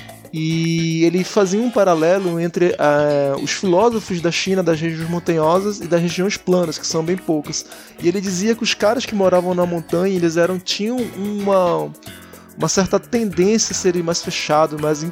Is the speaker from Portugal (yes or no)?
no; Manaus, Amazonas, Brazil; now in Salvador, Brazil; eu contando a minha história quando eu saí de Manaus e vim pra Salvador